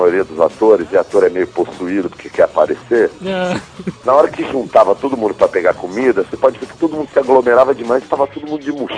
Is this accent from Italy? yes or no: yes; Italy; Comeu, vim da Itália, cara, como bem, entendeu?